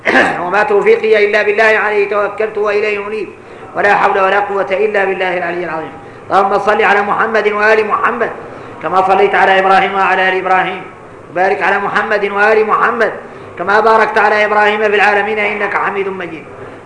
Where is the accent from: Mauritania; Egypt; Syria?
Mauritania; واحنا موريتاني ما شاء الله